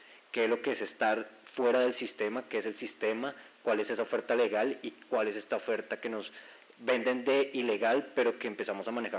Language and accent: Spanish; Bogotá, Bogotá Capital District, Colombia; vengo de Bogotá con dos procesos